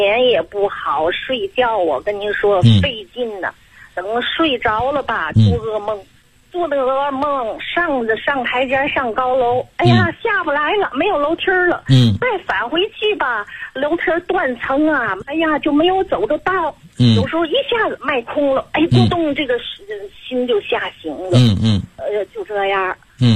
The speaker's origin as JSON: {"language": "Chinese", "region": "Tianjin", "country": "China", "said": "我还没介绍我自己，我是天津的。"}